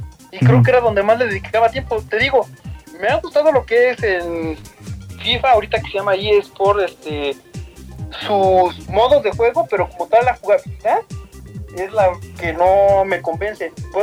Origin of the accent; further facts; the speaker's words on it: State of Mexico, Mexico; Soy originario de la ciudad, del Estado de México.